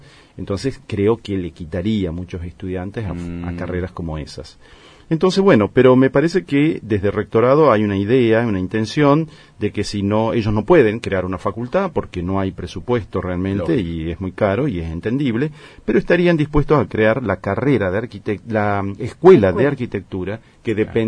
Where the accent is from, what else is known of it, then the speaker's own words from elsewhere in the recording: Argentina; puedo opinar, ¿no es cierto?, como universitario, como argentino, digamos